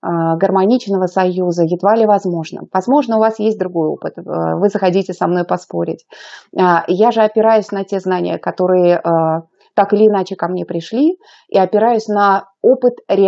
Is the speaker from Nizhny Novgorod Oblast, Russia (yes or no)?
no; Saint Petersburg, Russia; я из Санкт-Петербурга, у нас очень красивый город